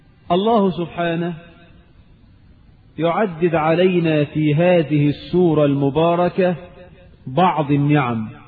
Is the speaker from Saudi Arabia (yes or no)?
no; Egypt; اللهم اجعل بلدنا مصر آمنة مطمئنة